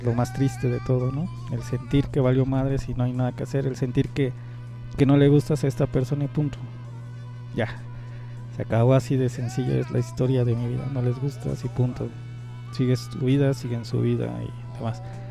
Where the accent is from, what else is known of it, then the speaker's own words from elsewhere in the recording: Iztapalapa, Mexico City, Mexico; que vengo de Iztapalapa